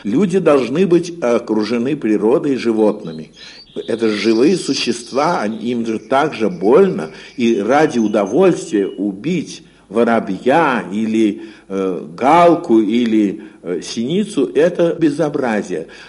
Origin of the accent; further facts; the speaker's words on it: Moscow, Russia; Я в детстве жил в Сокольниках. Тогда это была окраина Москвы.